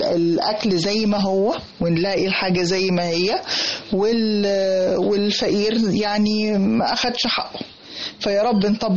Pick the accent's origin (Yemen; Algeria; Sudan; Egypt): Egypt; الريف المصري. انا من سنوات عمري الاولى برجع ازور قريتي كل اجازة صيفية، واحيانا اكتر من مرة في السنة حتى في الشتاء